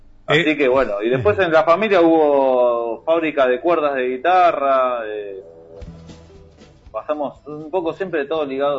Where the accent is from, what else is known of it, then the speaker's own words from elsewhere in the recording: Tigre, Buenos Aires Province, Argentina; nos criamos medio en el Tigre, en el Delta acá de, claro, de Buenos Aires.